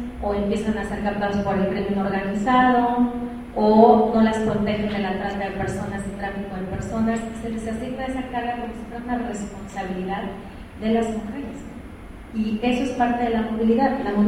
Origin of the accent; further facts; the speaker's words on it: Mexico; nosotros como mexicanos lo sufrimos, mucho más las personas extranjeras en el territorio